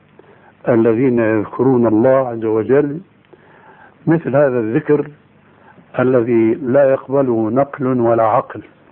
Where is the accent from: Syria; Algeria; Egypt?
Syria; لكن نوبات مستعملة عندنا في سوريا وهي أنسب لهم